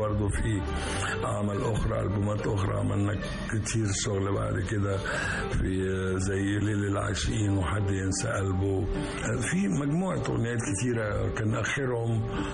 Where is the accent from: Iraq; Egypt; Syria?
Egypt; لكن إحنا من مصر تسرب إلينا بشكل جميل.